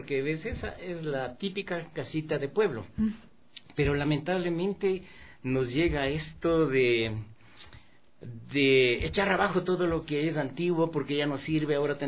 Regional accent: Pintag, Pichincha, Ecuador; yo soy de Pintas realmente para mí es un hermoso lugar con unos paisajes maravillosos, con gente maravillosa.

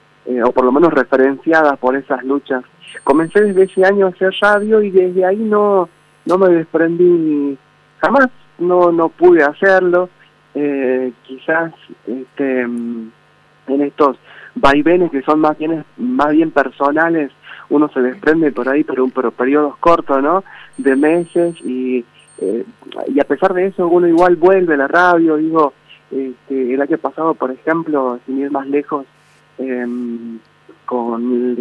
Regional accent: Tartagal, Salta, Argentina; yo soy de Tartagal, de la provincia de Salta, he nacido ahí y he vivido más de 40 años en este pueblo, en una ciudad, digamos, que está al límite ya de la frontera con la hermana República de Bolivia

